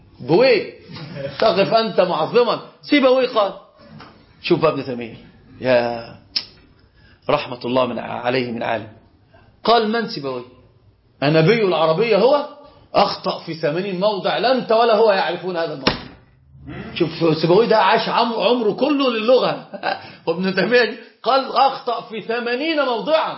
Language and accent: Arabic; Egypt; هنا بقى عندنا في مصر